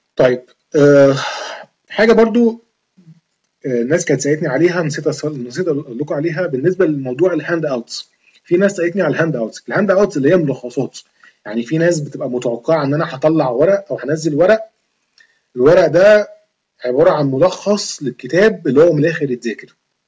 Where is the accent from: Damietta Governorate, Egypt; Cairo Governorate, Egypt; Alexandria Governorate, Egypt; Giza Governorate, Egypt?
Alexandria Governorate, Egypt; Alexandria; من اسكندرية، بس يعني لما امتحنتها ما كانتش امتحان في اسكندرية